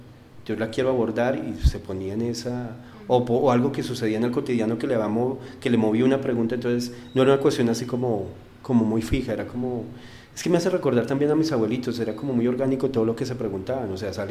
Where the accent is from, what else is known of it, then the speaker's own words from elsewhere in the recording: Garagoa, Boyacá, Colombia; el sitio donde yo nací, que es Garagoa. Mi familia es de Macanal.